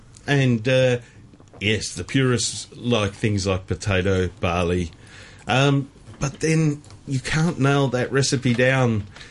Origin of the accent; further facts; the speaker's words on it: Cape Town, Western Cape, South Africa; born there; I was born in Cape Town.